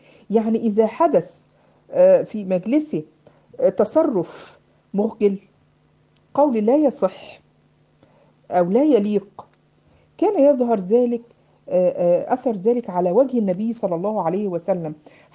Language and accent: Arabic; Egypt; عامل زي عندنا في مصر يسموه البشكير